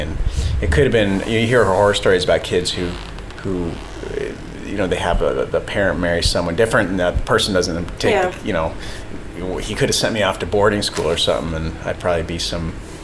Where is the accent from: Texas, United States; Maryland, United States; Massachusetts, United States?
Massachusetts, United States; Boston; born there; I was born in Boston, Massachusetts.